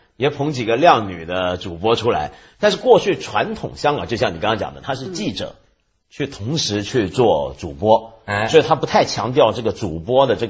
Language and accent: Chinese; Taiwan; 连我这个在台湾长大的人都看不惯了。我好像有跟你说过嘛，有一回我回台湾